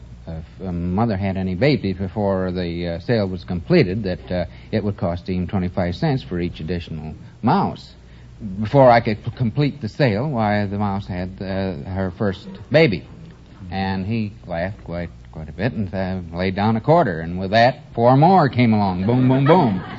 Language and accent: English; Grand Rapids, Michigan, United States; I'm from Grand Rapids, Michigan, the furniture capital of the world.